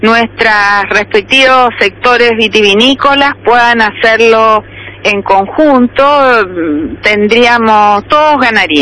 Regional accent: Buenos Aires, Argentina; moved away as an adult; now in Chile; Yo soy originalmente argentina, estoy casada con un chileno y vivo allá de hace casi 30 años.

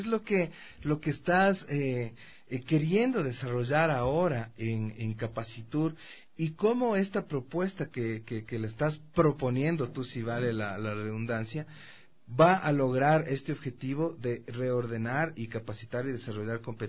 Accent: Quito, Pichincha, Ecuador; como ciudad, como quiteño, como empresario, como consumidor también de los servicios

